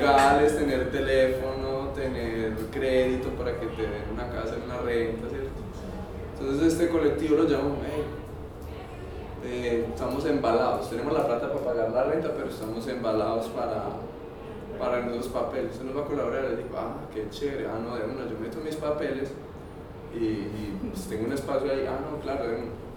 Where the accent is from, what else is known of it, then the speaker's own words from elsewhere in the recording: Antioquia, Colombia; Yo soy de Belén y pues realmente en Belén no he encontrado